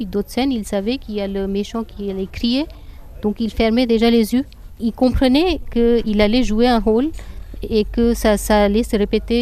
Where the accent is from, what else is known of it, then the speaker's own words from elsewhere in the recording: North India, India; first language Hindi; French is a second language; Non, je ne parle pas Telugu parce que moi, je suis du nord de l'Inde. Et ma langue maternelle, c'est le hindi. Je peux un tout petit peu comprendre quand on parle Telugu, mais je ne peux pas tenir une conversation.